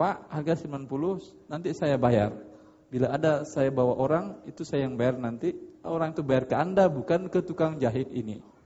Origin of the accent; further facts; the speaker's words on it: Padang, West Sumatra, Indonesia; Masalahnya karena saya orang Padang aja.